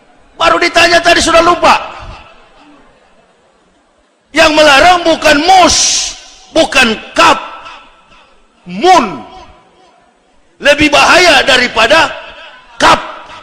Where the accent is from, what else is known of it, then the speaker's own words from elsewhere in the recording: Sulawesi, Indonesia; Saya orang Sulawesi, dekat dengan Palu.